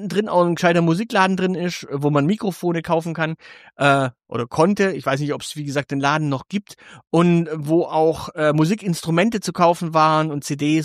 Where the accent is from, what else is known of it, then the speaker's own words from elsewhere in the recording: Stuttgart, Baden-Württemberg, Germany; als Stuttgarter kann ich nur eins sagen